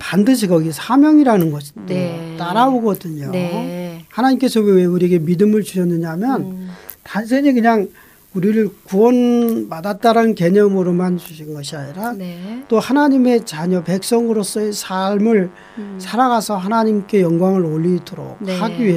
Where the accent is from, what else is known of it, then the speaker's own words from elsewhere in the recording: South Korea; now in New Zealand; 사실은 굉장히 저도 한국 사람이고